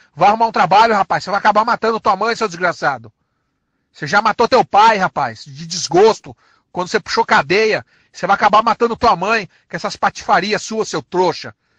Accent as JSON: {"language": "Portuguese", "region": "São Paulo", "country": "Brazil", "said": "Eu não sou curitibano, não, rapaz. Eu sou é paulista."}